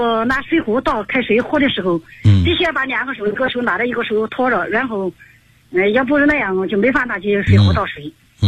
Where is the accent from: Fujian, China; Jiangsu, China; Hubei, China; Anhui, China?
Anhui, China; Hefei; 我来自安徽合肥